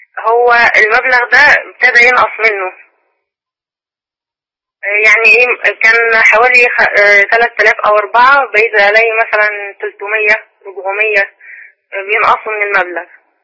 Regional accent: Ismailia, Ismailia Governorate, Egypt; انا من الاسماعيلية

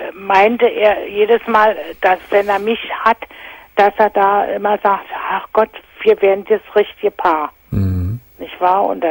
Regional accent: Berlin, Germany; Ja, ich bin Berliner.

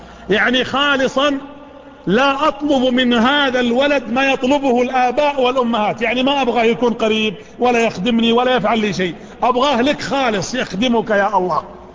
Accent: Saudi Arabia; هي ليست عندنا في السعودية لكنها موجودة في خارج المملكة

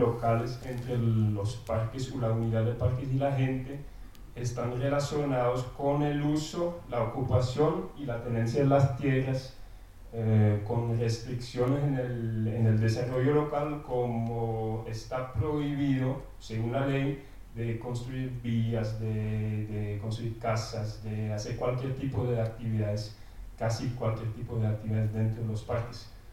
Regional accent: Belgium; Spanish is a second language; now in Colombia; soy belga, no soy holandés como los demás extranjeros aquí. Ya vivo 6 años en Colombia, en un pueblo campesino en el norte del país, en la Sierra Nevada Santa Marta, donde tengo mi esposa y mis 2 niños.

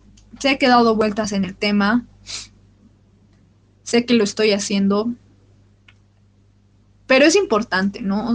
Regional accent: Bolivia; uno de los momentos más difíciles de nuestra historia y de nuestra identidad como bolivianos, como latinoamericanos

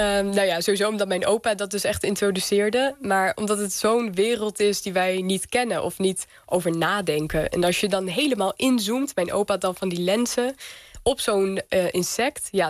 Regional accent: Lelystad, Flevoland, Netherlands; Ik groeide op in Lelystad, in Flevoland, de polder. Dus eigenlijk allemaal door de mens gemaakte natuur.

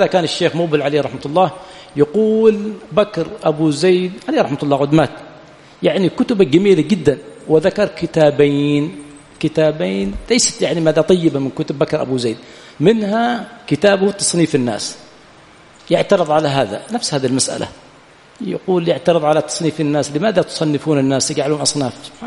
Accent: Yemen; بخلاف عندنا في اليمن ينزل المطر يبقى شهرا ما في مصارف له

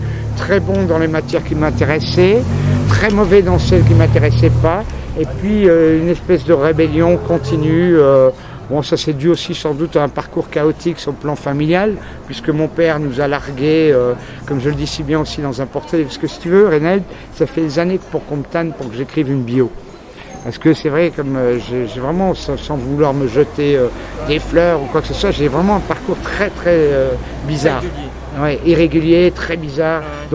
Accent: Paris, Île-de-France, France; also born or lived in Belgium; je suis d'origine parisienne, si tu veux, au départ, avec des origines ashkénazes et séfarades

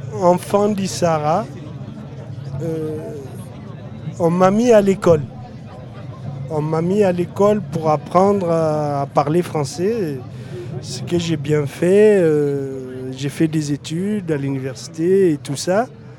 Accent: Niger; Je suis Touareg, je viens du Niger. À l'âge de 5 ans, les gendarmes sont venus me prendre pour m'envoyer à l'école. Et de ma famille, était nomade toujours.

